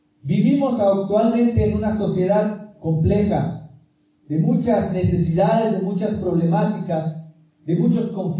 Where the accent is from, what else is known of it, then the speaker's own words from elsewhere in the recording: Ocosingo, Chiapas, Mexico; yo soy celtal, soy originario de Ocosingo, Chiapas. En celtal me dicen